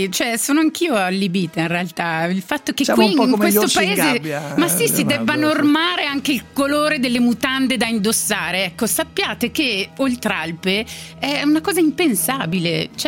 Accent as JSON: {"language": "Italian", "country": "Switzerland", "lives_now": "Milan, Italy", "said": "Sono a Milano, vabbè, Leo, sono a Milano per quanto vengo dalla Svizzera"}